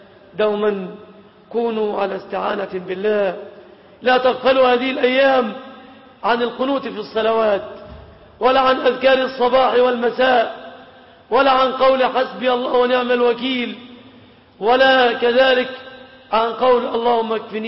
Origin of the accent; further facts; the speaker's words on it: Egypt; اللهم سلم بلادنا مصر